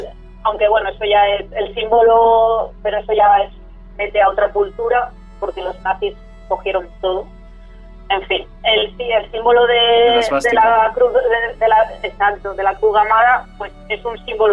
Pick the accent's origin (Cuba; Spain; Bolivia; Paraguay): Spain; Soria, Castile and León; Yo, por ejemplo, que soy de Soria y tengo una ciudad celtíbera al lado, que es Numancia.